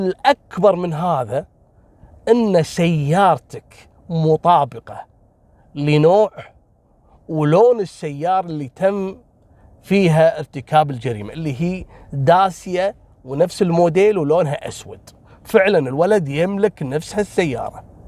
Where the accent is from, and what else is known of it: Kuwait